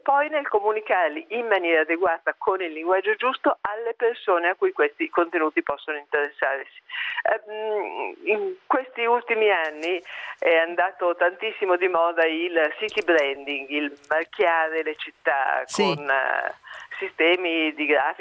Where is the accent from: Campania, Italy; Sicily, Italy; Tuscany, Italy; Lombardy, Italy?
Lombardy, Italy; Milan; Ma da milanese che viaggia molto